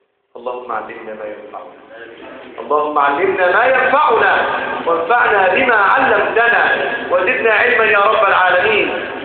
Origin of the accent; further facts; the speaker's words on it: Egypt; اللهم اجعل بلدنا مصر امنة مطمئنة